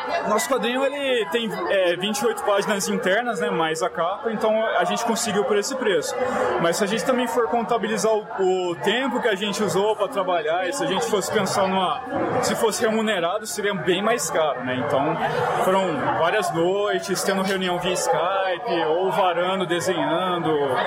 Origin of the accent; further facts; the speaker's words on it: Campinas, São Paulo, Brazil; Então, eu sou de Campinas